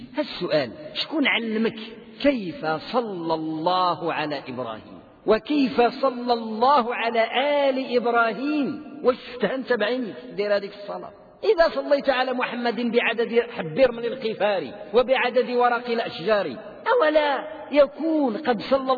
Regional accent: Morocco; كان عندنا في المغرب علماء يملؤون الدنيا

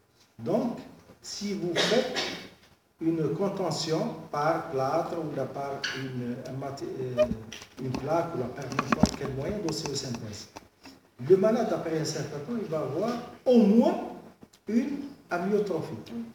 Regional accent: Algeria; Parce que chez nous, en Algérie, on n'a pas, si vous voulez, des statistiques.

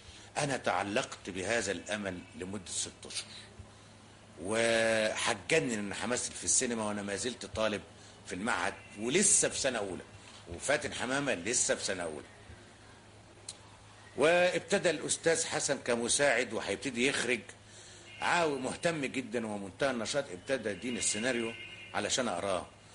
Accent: Cairo, Cairo Governorate, Egypt; born there; انا من مواليد السيده زينب

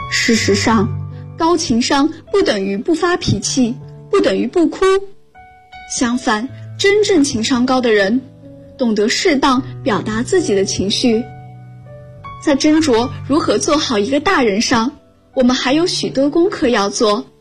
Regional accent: Zhangjiakou, Hebei, China; now in Nanjing, China; 我来自河北张家口，我在南京大学，距离我的家乡1026公里。

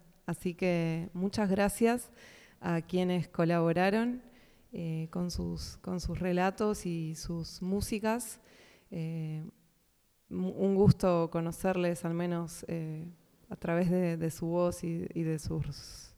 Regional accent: Buenos Aires, Argentina; Soy de Buenos Aires y, bueno, Uruguay es un país que siempre tuve más cerquita.

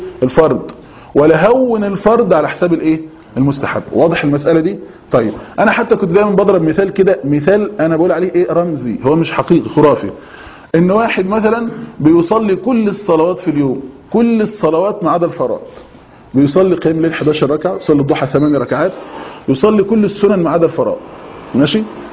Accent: Egypt; واحنا عندنا في مصر بفضل الله عز وجل

